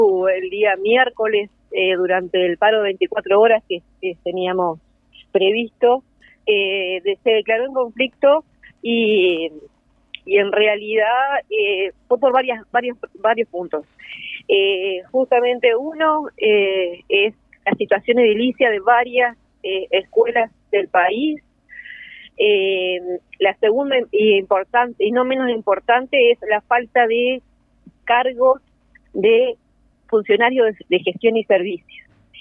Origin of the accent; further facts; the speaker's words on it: Paysandú, Uruguay; En este momento estoy volviendo a Paysandú, que yo soy de Paysandú.